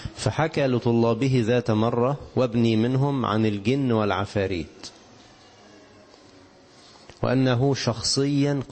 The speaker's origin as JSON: {"language": "Arabic", "country": "Egypt", "said": "وطبعا إحنا كمصريين أساتذة في التخويف، صح كده؟"}